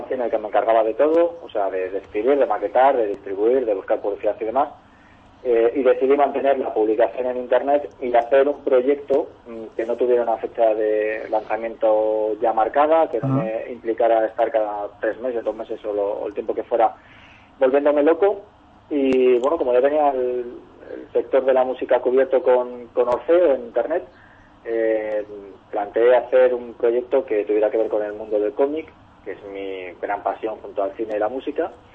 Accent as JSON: {"language": "Spanish", "town": "Bilbao", "region": "Basque Country", "country": "Spain", "said": "Somos de Bilbao, pero somos unos bilbaínos un poco así como extraños, porque el bilbaíno, el concepto de bilbaíno es que es muy orgulloso de donde es, de la ciudad, de tal. Y nosotros somos muy orgullosos de nuestro barrio y luego de Bilbao."}